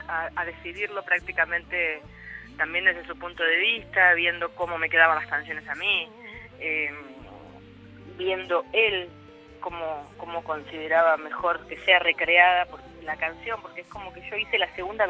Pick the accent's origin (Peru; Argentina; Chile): Argentina; No somos solo los argentinos.